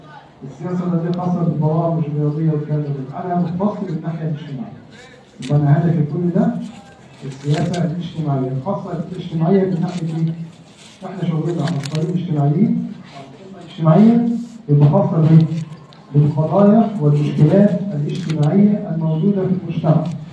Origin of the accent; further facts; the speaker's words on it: Egypt; موجود عندنا في مصر عموما.